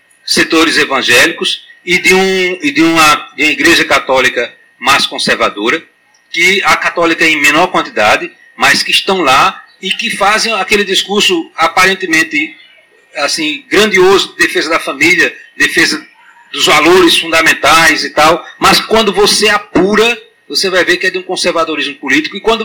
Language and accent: Portuguese; Alagoas, Brazil; mas eu também sou de Alagoas, a gente é meio arrogante, né?